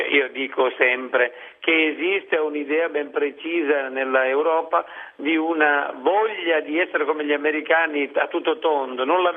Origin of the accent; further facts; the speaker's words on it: Rosolini, Sicily, Italy; Sono di Rosolini, in provincia di Siracusa, praticamente, per chi non conoscesse la Sicilia, è attaccata a Noto, perché Noto la conoscono tutti.